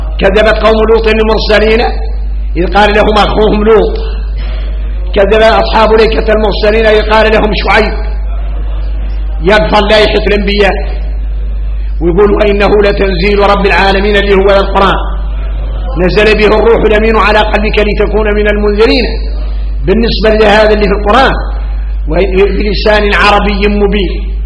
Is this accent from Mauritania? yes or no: yes; Mauritania; احنا اليوم موريتاني